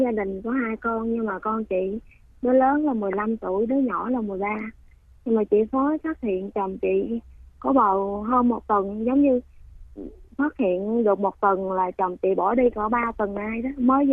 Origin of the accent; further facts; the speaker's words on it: Bac Lieu, Vietnam; Dạ, quê con thì ở Bạc Liêu